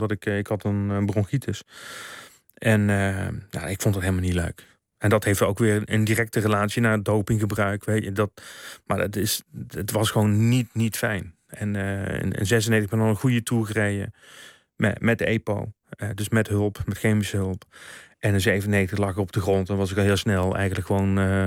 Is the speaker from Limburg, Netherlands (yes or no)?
yes; Limburg, Netherlands; Ja, wij als Limburgers.